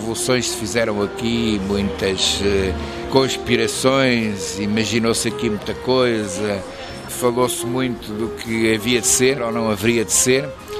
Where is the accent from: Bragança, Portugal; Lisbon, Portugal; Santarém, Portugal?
Lisbon, Portugal; also born or lived in Porto Alegre, Brazil; Eu sou de Lisboa, mas como o meu pai era professor, foi para Porto Alegre durante uns anos.